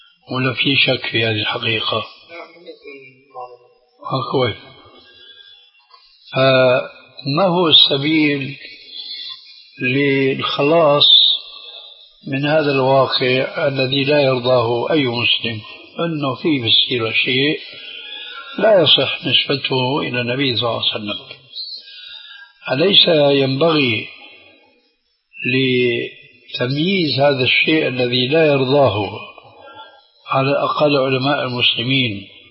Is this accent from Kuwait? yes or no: no; Syria; هذا موجود عند الصوفية عندنا في سوريا من زمان من زمان